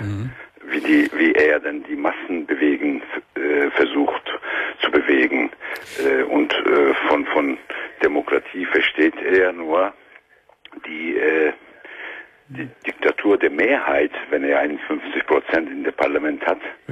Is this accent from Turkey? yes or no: yes; Turkey; German is a second language; Ja, richtig. Ich komme aus der Türkei.